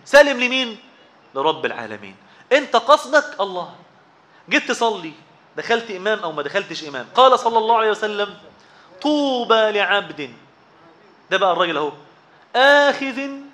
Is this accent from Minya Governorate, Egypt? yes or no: no; Zagazig, Sharqia Governorate, Egypt; عندنا في الزقازيق أكل حلوة جدا الناس بتحبها